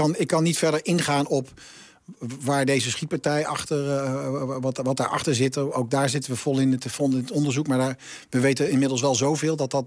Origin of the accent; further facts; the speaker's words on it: Zwolle, Overijssel, Netherlands; Van oorsprong, ik ben een Zwollenaar.